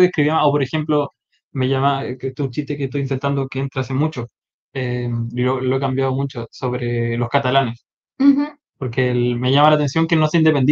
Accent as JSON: {"language": "Spanish", "country": "Chile", "moved": "yes", "lives_now": "Spain", "said": "No, pero digo, como migrar de Chile para acá, creo que es como el mismo"}